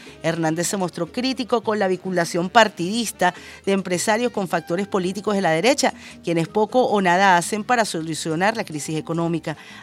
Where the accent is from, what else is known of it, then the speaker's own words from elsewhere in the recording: Venezuela; que tomemos nosotros como venezolanos y venezolanas los medios de producción